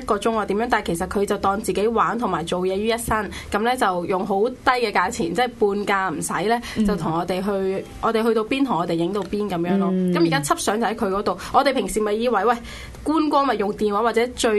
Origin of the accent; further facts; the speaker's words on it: Shenzhen, Guangdong, China; now in Hong Kong; 就去咗深圳我老家。